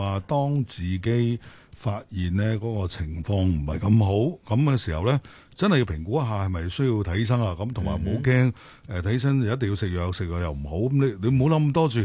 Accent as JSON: {"language": "Cantonese", "country": "China", "said": "记住，我哋中国人食嘢系药膳嘅"}